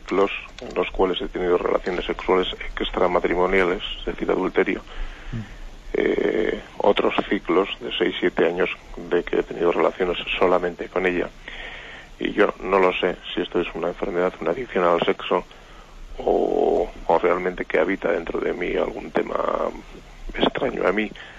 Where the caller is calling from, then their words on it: Bilbao, Basque Country, Spain; soy de Bilbao.